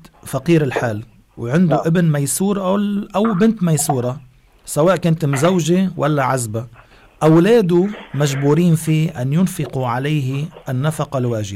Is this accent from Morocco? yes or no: no; Lebanon; وبتعرفي في بعض البلدان مثل بلادنا لبنان